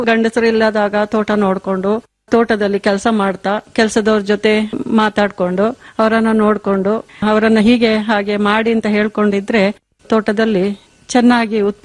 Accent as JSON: {"language": "Kannada", "town": "Kambibane", "region": "Karnataka", "country": "India", "tie": "born or raised there", "said": "ನನ್ನ ತವರು ಮನೆ ಸುಂಟಿಕೊಪ್ಪನಾಡು ಕಂಬಿಬಾಣೆ ಅಂತ ಹೇಳುವಂತ ಗ್ರಾಮ."}